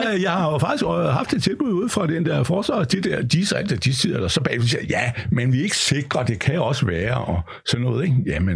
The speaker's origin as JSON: {"language": "Danish", "town": "Hillerød", "region": "Capital Region of Denmark", "country": "Denmark", "said": "de skal poste ind i det oppe i Hillerød, hvor jeg kommer fra"}